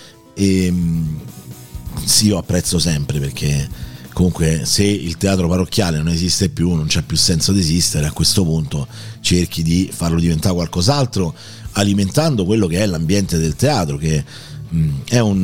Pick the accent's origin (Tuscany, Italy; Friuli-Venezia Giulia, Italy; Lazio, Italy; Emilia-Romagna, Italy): Lazio, Italy; Rome; di Roma per 35 anni e più ho vissuto in quello che è stato il mio quartiere, no? San Giovanni, l'Appio Tuscolano e tutta quella zona